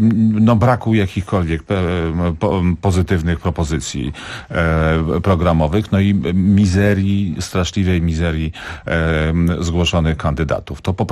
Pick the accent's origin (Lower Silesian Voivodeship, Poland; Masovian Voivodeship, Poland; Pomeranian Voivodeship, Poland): Masovian Voivodeship, Poland; Warsaw; Ja jestem warszawiakiem, jakby czuję to miasto